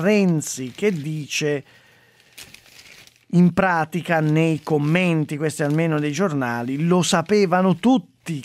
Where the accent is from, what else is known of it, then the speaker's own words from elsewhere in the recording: Sesto San Giovanni, Lombardy, Italy; born there; Sesto San Giovanni non è solo la mia città natale